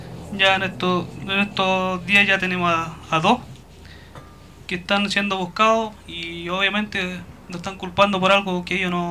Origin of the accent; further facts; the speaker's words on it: Freire, Araucanía, Chile; Vengo de la comuna de Freire, soy de la comunidad Trapilwe